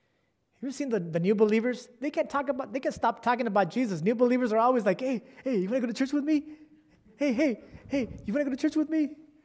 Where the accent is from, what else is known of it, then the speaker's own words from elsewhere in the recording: California, United States; And I'm from California.